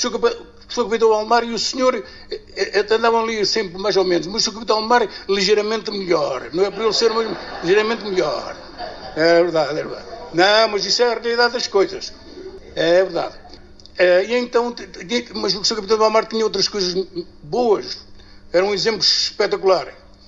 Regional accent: Praia de Mira, Centro, Portugal; also born or lived in Germany; Sou da Praia de Mira. Andei 37 anos ao mar. 11 anos em Portugal. E 26 na Alemanha.

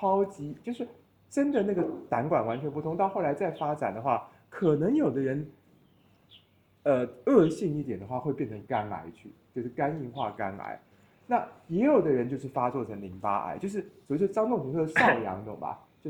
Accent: Taiwan; 我作为台湾人对中国人说一句不敬的话啊

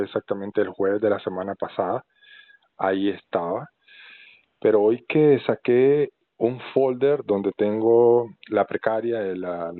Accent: Nicaragua; now in Buenos Aires, Argentina; Mi pasaporte nicaragüense, soy nicaragüense.

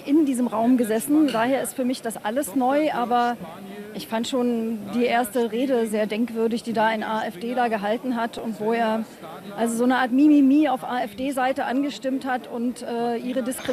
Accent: East Germany, Germany; dass jetzt die Möglichkeit für mich theoretisch besteht als Ossi

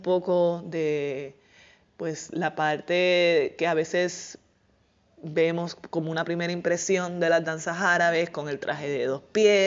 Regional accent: Puerto Rico; eso es algo que yo lo he visto desarrollándose en mi país en los últimos años

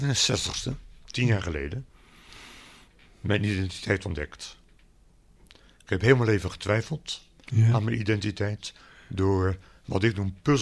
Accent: Rotterdam, South Holland, Netherlands; born there; Ja, ik ben geboren op het Pijnakkerplein in Rotterdam.

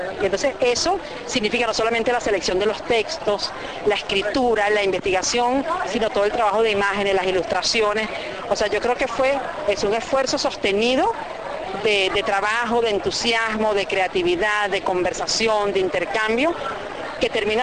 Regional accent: Caracas, Capital District, Venezuela; Entonces yo me siento eso, la caraqueña 1 millón, ¿no?

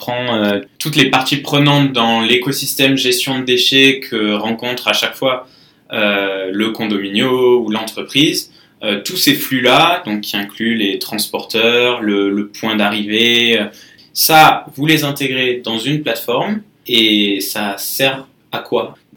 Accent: France; now in Sao Paulo, Brazil; je suis français.

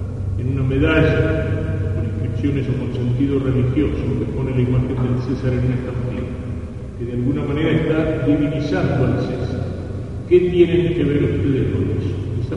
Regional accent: Argentina; también cumpliendo nuestro deber como argentinos.

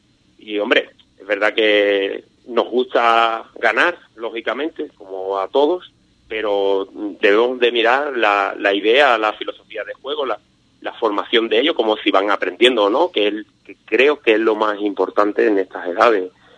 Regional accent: Ubrique, Andalusia, Spain; la mayoría son de Ubrique, somos 9 de Ubrique

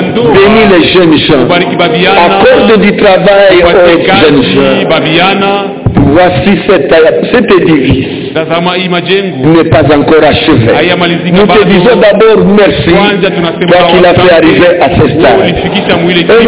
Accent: Eastern DRC, DR Congo; Nous venons de l'Est.

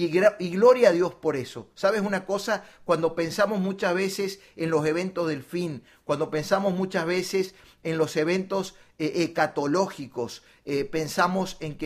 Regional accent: Córdoba, Argentina; Nosotros vivíamos en Argentina, yo vengo desde Argentina, desde Córdoba, Argentina

